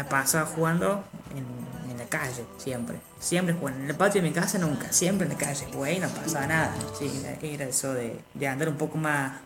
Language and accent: Spanish; Alpa Corral, Córdoba, Argentina; tengo 19 años, soy de acá, de Alpa Corral, nativo, toda la vida, desde que tengo noción yo y que me han contado mis padres, siempre vivía acá porque ellos también fueron de acá siempre.